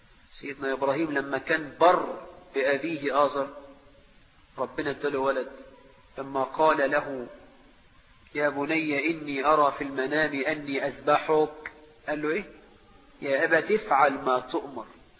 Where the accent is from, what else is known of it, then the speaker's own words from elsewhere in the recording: Egypt; وعندنا في مصر النخلة عند الفلاح دي حاجة كبيرة جدا